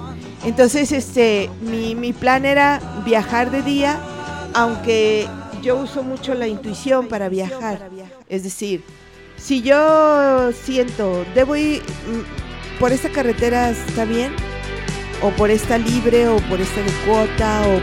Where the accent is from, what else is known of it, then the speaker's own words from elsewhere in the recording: Tepic, Nayarit, Mexico; No, yo soy de Tepic.